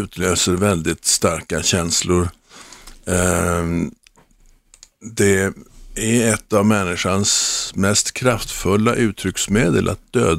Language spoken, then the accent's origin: Swedish; Sandhamn, Stockholm County, Sweden; Det är min barndom i Sandhamn.